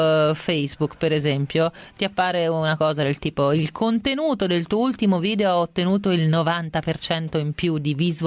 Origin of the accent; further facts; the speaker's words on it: Rome, Lazio, Italy; Senti, però invece io ho un problema da romana con la chat.